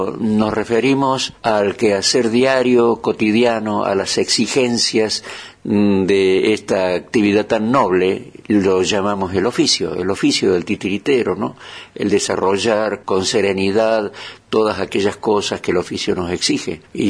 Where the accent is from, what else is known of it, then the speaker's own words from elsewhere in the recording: Córdoba, Argentina; now in Venezuela; Digo de Venezuela y esto es una entelequia, porque soy de Córdoba